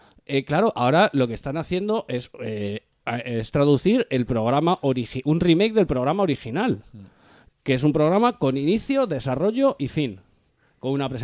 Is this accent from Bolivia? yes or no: no; Spain; somos españoles